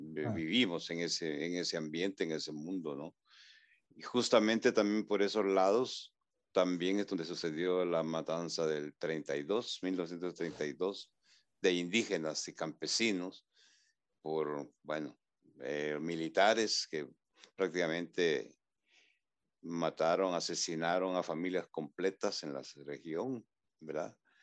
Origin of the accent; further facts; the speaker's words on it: Ataco, Ahuachapán, El Salvador; soy originario del Salvador, de un pueblo que se llama Ataco, que es en la frontera con Guatemala. O sea, prácticamente mi pueblo está a, digamos, a unos 30 kilómetros de la frontera con Guatemala.